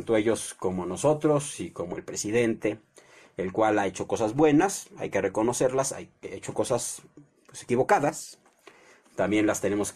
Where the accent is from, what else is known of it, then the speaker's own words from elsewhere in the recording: Mexico; Todos somos ciudadanos mexicanos.